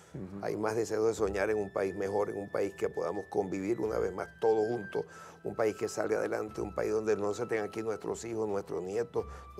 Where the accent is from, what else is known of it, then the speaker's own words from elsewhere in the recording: Venezuela; yo sí tengo mucha fe en mi país. Yo no me quiero ir, no me quise ir, viví fuera y volví. Me reinventé para seguir siendo venezolano.